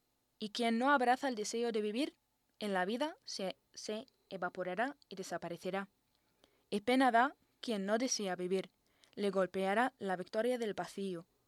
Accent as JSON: {"language": "Spanish", "country": "Jordan", "said": "toda la gente me pregunta, ¿de dónde eres? Y yo digo, de Jordania."}